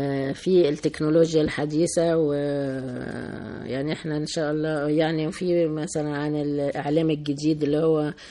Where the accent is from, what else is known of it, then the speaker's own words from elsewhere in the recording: Egypt; و في اثناء الثوره عندنا في مصر يعني